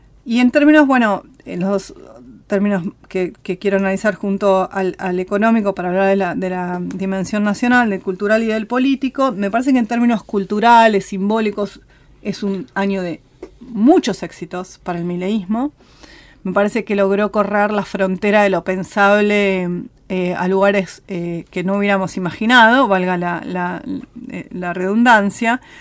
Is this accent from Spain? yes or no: no; Argentina; Me parece que los argentinos somos, y las argentinas somos muy ombliguistas